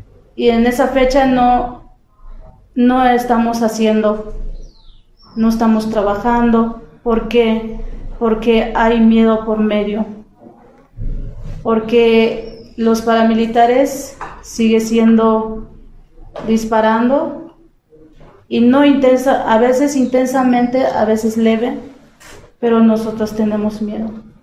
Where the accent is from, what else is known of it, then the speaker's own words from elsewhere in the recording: Chalchihuitán, Chiapas, Mexico; para que no nos distinguen que somos de Chalchivitán